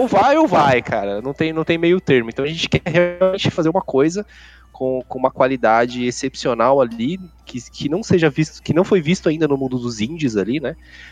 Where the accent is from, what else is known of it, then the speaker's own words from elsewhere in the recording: Brazil; a gente é aqui do Brasil, então precisa ter uma dublagem em português, né?